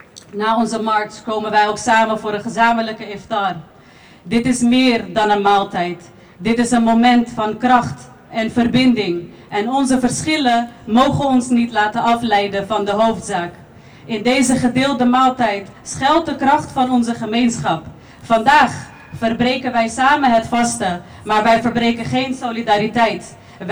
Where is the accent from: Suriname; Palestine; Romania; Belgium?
Palestine; Wij Palestijnen, verspreid over de hele wereld, zijn de stem die blijft roepen voor gerechtigheid.